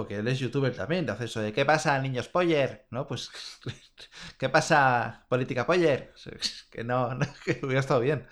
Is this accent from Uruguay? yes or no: no; Catalonia, Spain; Pero claro, nosotros que somos catalanes